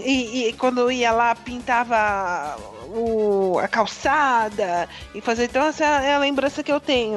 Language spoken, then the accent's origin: Portuguese; São Paulo, Brazil; É que eu sou do litoral de São Paulo, então eu ia em São Paulo pra brincar com eles